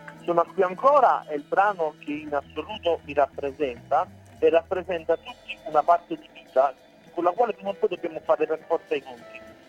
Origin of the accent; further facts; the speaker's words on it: Palma Campania, Campania, Italy; now in Milan, Italy; Io sono di Palma Campania, poi mi di Napoli, però attualmente vivo a Milano.